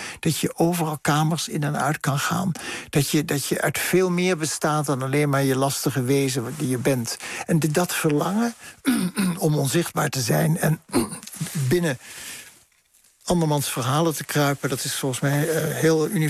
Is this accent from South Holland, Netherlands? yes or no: no; Bergen aan Zee, North Holland, Netherlands; En als kind in Berg aan Zee sprak je een soort kalte kiep van Deutsch.